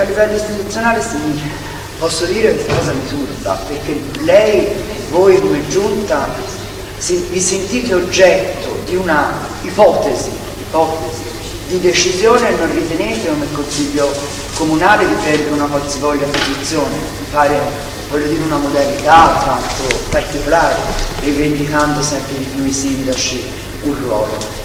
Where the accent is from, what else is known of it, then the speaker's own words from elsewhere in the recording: Florence, Tuscany, Italy; tutti noi che siamo di Firenze, io ci ho lavorato a Sesto